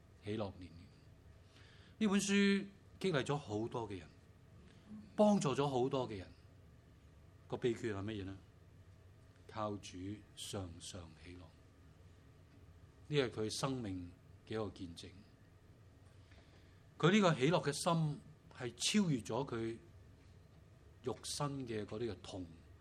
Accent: China; 我們中國人有些話說得很好的，人無遠慮必有近憂，是不是？

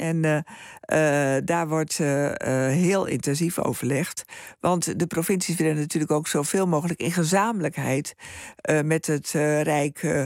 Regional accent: Drenthe, Netherlands; moved away as an adult; Ik ben zelf ook opgegroeid in Drenthe. Ik ben daar zelf een voorbeeld van. Ik ben ook naar het westen verhuisd na mijn studie. En ik ben nu weer terug.

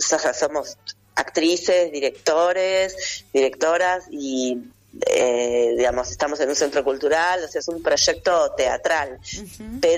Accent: Vicente López, Buenos Aires Province, Argentina; somos de Vicente López, de un centro cultural que se llama Tiempos de Memoria.

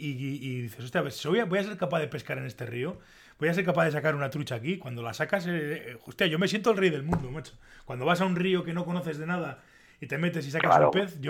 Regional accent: Pamplona, Navarre, Spain; No, yo soy de Pamplona.

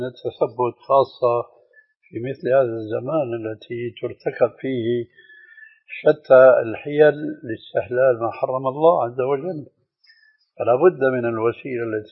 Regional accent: Syria; والله هذا يعني في عبارة عندنا في سوريا تقال نجبله

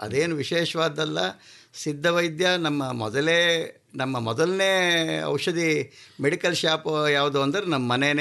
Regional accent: Sakleshpur, Karnataka, India; sir, ನಾನು ಸಕಲೇಶ್ಪುರ, ಹಾಸನ್ ಜಿಲ್ಲೆ

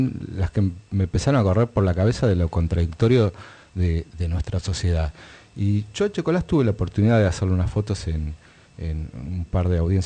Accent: Argentina; creo que como argentino me es más amplia mi identidad.

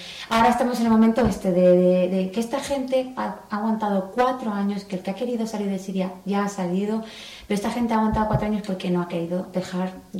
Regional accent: Spain; aquí, como yo, española, pues no hablaban

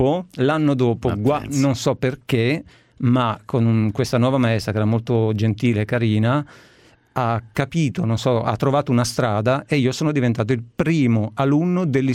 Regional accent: Castelleone, Lombardy, Italy; born there; Sono nato vicino a Cremona.

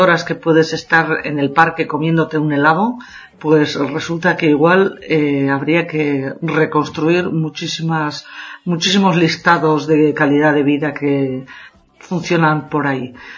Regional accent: Basque Country, Spain; accent: Basque; no se me va el acento, no se va la R, de además muy característica del País Vasco, de donde soy, que soy del norte de España, pues no acabo de quitármelo

